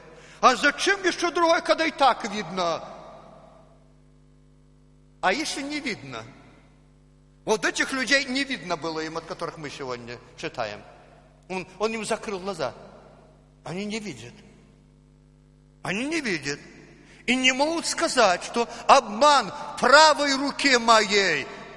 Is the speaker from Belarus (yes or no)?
yes; Belarus; accent: Belarusian; Ну, мы белорусы. Мы белорусы, потом у нас белорусский акцент, и нам простительно, что мы иногда уже привыкли к своему лексикону.